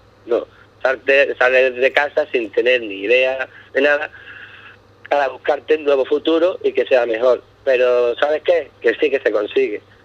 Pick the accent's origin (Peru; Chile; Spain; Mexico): Spain; Ubrique, Andalusia; now in Scotland, United Kingdom; yo verdaderamente confío y amo a mi pueblo más que nada, porque aquí en Escocia ya Ubrique lo conoce muchísima gente